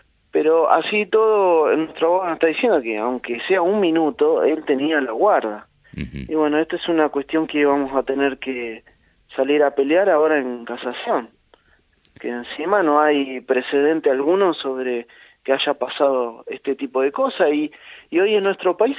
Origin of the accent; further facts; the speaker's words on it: Argentina; no hay un fallo en el país durante todo nuestra historia como pueblo argentino